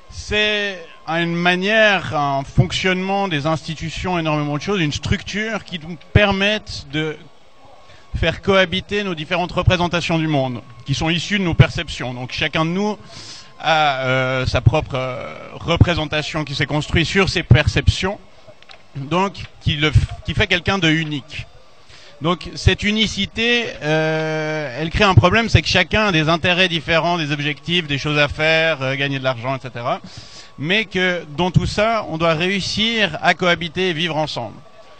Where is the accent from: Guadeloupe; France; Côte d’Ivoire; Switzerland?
Switzerland; Vous l'avez compris, je suis suisse.